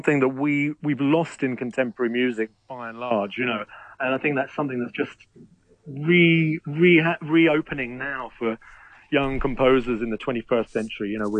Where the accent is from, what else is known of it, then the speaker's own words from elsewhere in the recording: London, United Kingdom; And he moved to London, where I was born. So I grew up as a Londoner